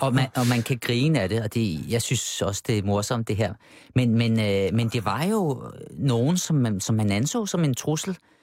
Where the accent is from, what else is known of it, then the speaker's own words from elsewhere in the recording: Avedøre, Capital Region of Denmark, Denmark; nu bruger jeg mig selv igen som knægt i Avedøre Stationsby, de her naturlige venskaber mellem arbejderklassens drenge og os drenge, som sagde, vi indvandrere